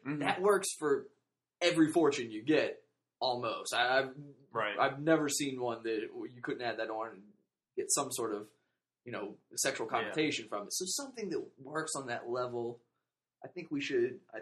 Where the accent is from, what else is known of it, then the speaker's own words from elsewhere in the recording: Richmond, Virginia, United States; My hometown, Richmond, Virginia, there's a radio station.